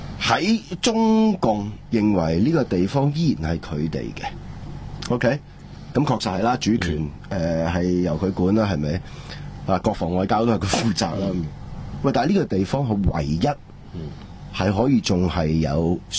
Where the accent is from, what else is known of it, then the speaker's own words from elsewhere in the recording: Hong Kong; 但系我哋香港人啊